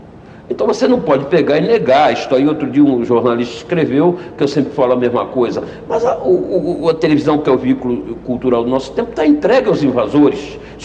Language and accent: Portuguese; Brazil; mas eu não posso aceitar o mundo sem a participação cultural de um povo onde eu me criei. Não posso aceitar o mundo sem birimbau, sem caipirinha, sem bumba meu boi, sem feijoada, sem farofa, sem macumba.